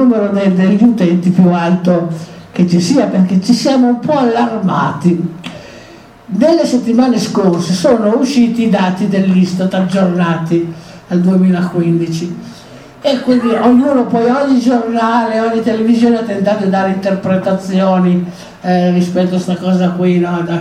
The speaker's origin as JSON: {"language": "Italian", "town": "Alessandria", "region": "Piedmont", "country": "Italy", "said": "Io vengo da Alessandria"}